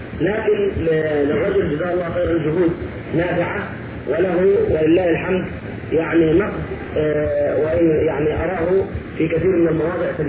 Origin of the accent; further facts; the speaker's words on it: Egypt; يعني انه مصري وانا مصري